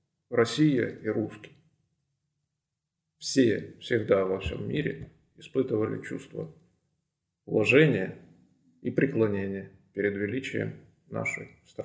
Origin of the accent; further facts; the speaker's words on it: Donbas, Ukraine; на моем родном, на моей малой родине в Донбассе.